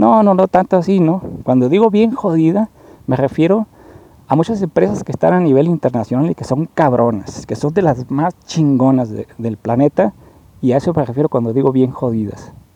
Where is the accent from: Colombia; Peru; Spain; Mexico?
Mexico; Mazatlán, Sinaloa; Yo soy de Mazatlán también